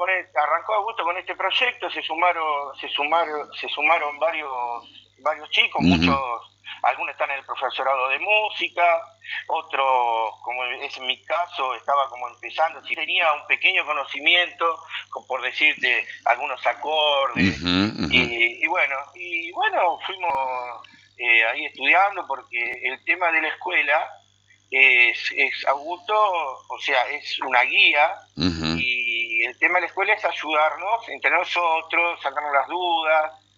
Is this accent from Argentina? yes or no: yes; Buenos Aires, Argentina; now in Concordia, Argentina; yo soy de Buenos Aires y hace 26 años que vivo acá.